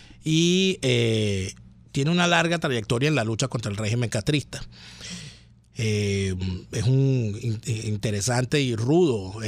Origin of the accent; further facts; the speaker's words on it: Venezuela; yo también soy ciudadano, yo también soy venezolano